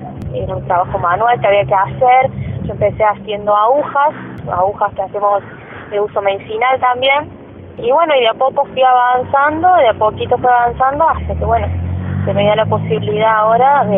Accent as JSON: {"language": "Spanish", "town": "Villa Giardino", "region": "Córdoba", "country": "Argentina", "tie": "born there", "said": "Nací aquí en Villa Yardino."}